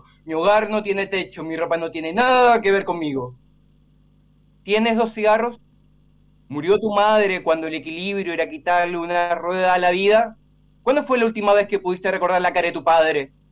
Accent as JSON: {"language": "Spanish", "country": "Chile", "said": "También soy chileno, y este es un poema que refiere a algo que pasó en Chile."}